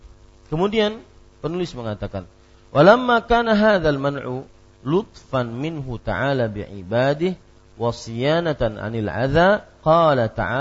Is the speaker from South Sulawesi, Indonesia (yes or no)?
no; Banjarmasin, South Kalimantan, Indonesia; saya orang Banjarmasin yang tidak lama tinggal di Banjarmasin, akhirnya tidak tahu banyak tentang bahasa Banjar.